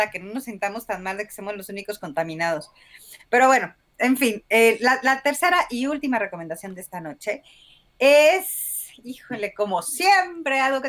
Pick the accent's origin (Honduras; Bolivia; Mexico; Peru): Mexico; now in United States; Yo, como extranjera, nosotros como mexicanos vemos a Estados Unidos de cierta manera que ellos mismos no se ven.